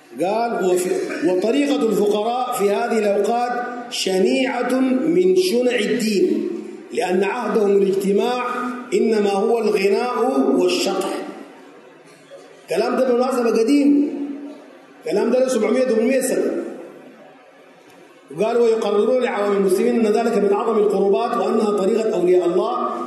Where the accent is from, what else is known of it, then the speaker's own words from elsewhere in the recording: Sudan; زي عندنا في السودان يقول لك